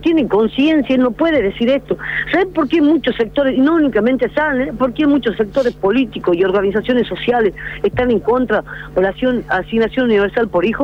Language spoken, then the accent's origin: Spanish; Argentina; si supuestamente nosotros estamos dentro del territorio argentino, somos argentinos también